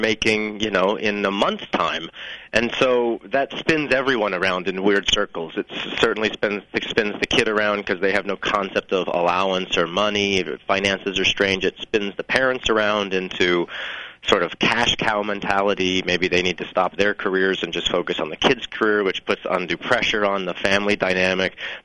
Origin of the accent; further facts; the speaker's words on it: New Mexico, United States; We're from New Mexico, so I don't really think that the entertainment industry was necessarily in anyone's blood.